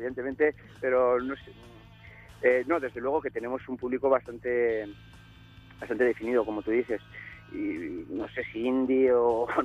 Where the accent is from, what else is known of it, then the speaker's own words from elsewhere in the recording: Navarre, Spain; Somos de aquí, de Navarra